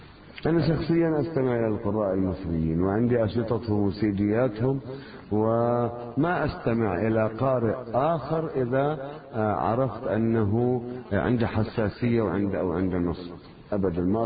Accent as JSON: {"language": "Arabic", "region": "South Governorate", "country": "Lebanon", "tie": "born or raised there", "said": "أنا قريتنا من الشريط الحدودي"}